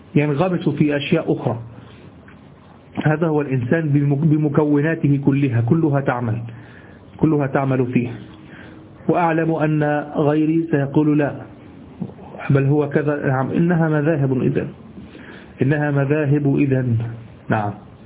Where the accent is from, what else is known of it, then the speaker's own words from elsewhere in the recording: Egypt; ما نستعمله نحن في دارجتنا المصرية